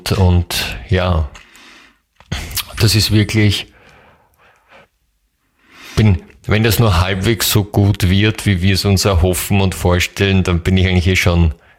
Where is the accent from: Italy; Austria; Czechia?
Czechia; German is a second language; Und das Sprichwort gibt es auch bei uns in Tschechien.